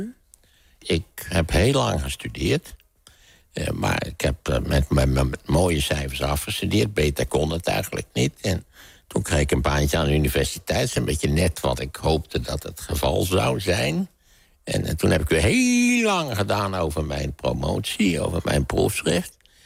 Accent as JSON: {"language": "Dutch", "country": "Netherlands", "tie": "born there", "said": "Ten eerste ben ik in Nederland geboren, weliswaar midden in de Tweede Wereldoorlog."}